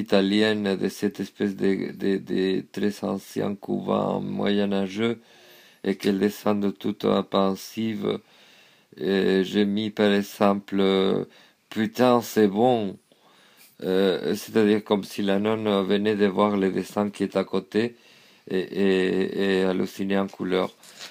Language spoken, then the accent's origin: French; Spain; c'était ma propre gitanité en tant qu'espagnol, ma propre judaïté en tant qu'espagnol.